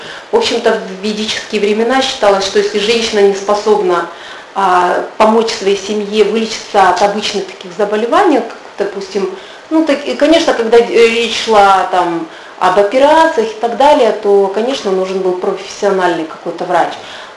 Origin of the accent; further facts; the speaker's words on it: Kazakhstan; какие в Казахстане, «Эль», да? Ну, я же не из России. Ну, у нас «Космополитен», «Базар», да, «Эль».